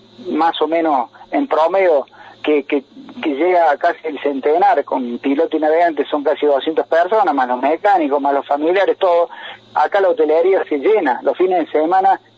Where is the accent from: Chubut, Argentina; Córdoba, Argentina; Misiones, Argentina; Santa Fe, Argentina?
Córdoba, Argentina; Capilla del Monte; la gente de mi pueblo acá en Capilla del Monte me puede ver